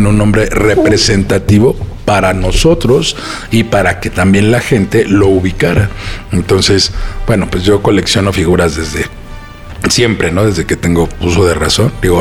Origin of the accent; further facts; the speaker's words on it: Mexico City, Mexico; somos de Portales, toda la vida hemos estado ahí, pues qué mejor que tener un lugar en tu colonia